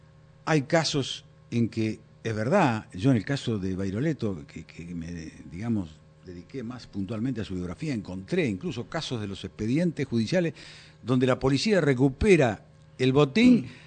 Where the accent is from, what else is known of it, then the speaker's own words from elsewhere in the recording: La Pampa, Argentina; en mi provincia, yo soy oriundo de La Pampa